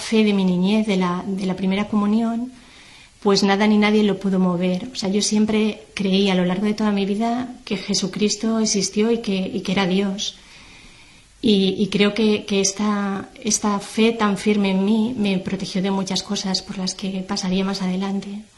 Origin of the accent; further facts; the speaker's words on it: Valencia, Valencian Community, Spain; also born or lived in Terrassa; yo nací en Tarrasa y a la edad de 5 años mi familia se trasladó a vivir a Valencia, que es donde actualmente resido. Crecí en un ambiente familiar y social en el que la religión no estaba presente.